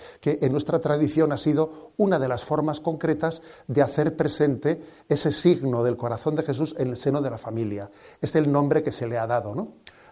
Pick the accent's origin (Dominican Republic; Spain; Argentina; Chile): Spain; San Sebastián, Basque Country; Soy, como Donostiarra, también hijo de esa... No sé, he sido alumno del Colegio del Sagrado Corazón. He crecido, ¿no?, pues bajo esa mirada del corazón de Jesús, también desde el seno de la familia.